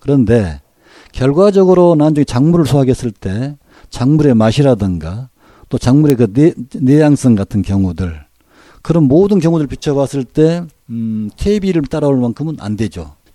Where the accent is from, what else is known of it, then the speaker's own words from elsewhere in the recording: Goheung, South Jeolla, South Korea; 저는 전남 고흥에서 태어나서 단 한 번도 주소지로 옮겨본 도 없고